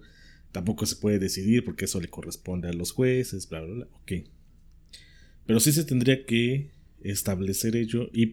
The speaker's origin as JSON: {"language": "Spanish", "country": "Mexico", "said": "Somos tantos mexicanos como en la lista nominal."}